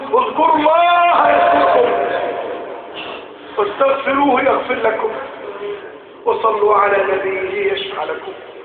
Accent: Egypt; اجعل بلدنا مصر آمنة مطمئنة

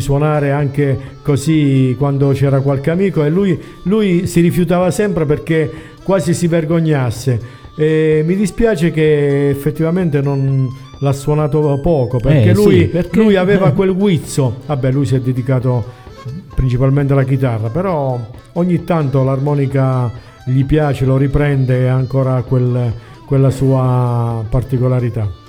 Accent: Atri, Abruzzo, Italy; quando mi chiese: ma tu di dove sei? Io dissi: io di Atri.

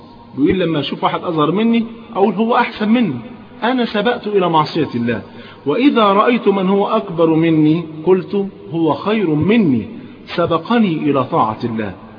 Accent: Egypt; طيب كان زمان تلاقي عندنا في مصر هنا بالذات كان تلاقي مثلا ايه فلان شيخ عمود في الازهر

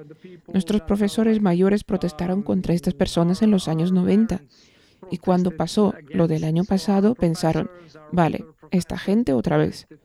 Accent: Serbia; born there; Spanish is a second language; Incluso para mí, que nací en Yugoslavia, tenía 1 o 2 años cuando Yugoslavia se desintegró.

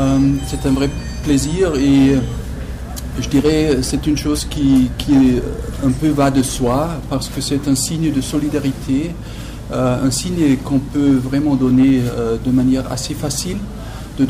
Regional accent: Germany; French is a second language; C'est la même chose chez nous en Allemagne

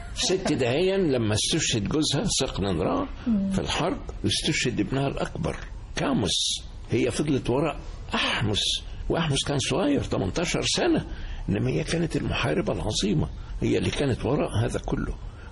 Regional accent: Egypt; تستغرب إذا قلت إحنا كمصريين بنهتف لها أيضا

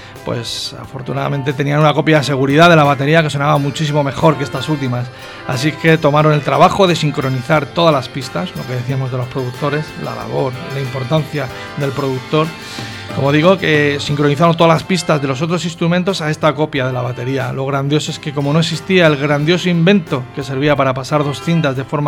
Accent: Madrid, Community of Madrid, Spain; Diré una burrada que soy de Vallecas

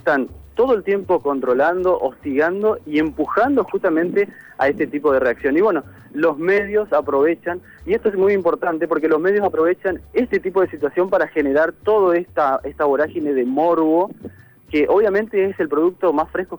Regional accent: Argentina; La verdad que es preocupante lo que nos está pasando como argentinos

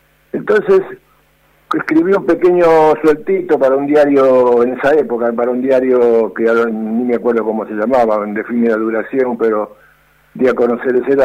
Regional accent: Buenos Aires, Argentina; Bueno, yo soy de Flores. Nací y estoy criado en Flores y vivo en la casa donde nací.

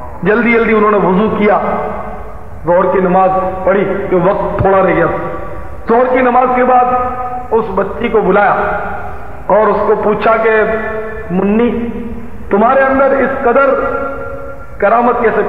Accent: Karachi, Sindh, Pakistan; born there; آبائی گاؤں کتیانہ ہے، جوناگڑھ اسٹیٹ، چونکہ والدین وغیرہ کتیانہ ہی تھے اس لیے ہم کتیانہ ہی کہلاتے ہیں۔ ویسے میں کراچی میں پیدا ہوا ہوں

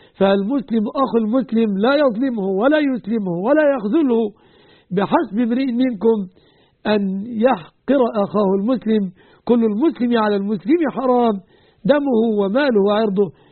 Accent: Egypt; وأن يحفظ بلادنا مصر

